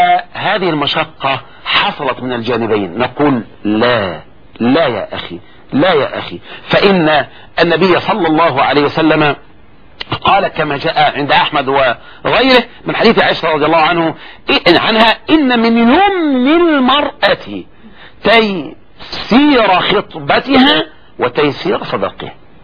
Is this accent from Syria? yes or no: no; Egypt; طبعا هذا عندنا في مصر، وان كان الحمد لله قل الان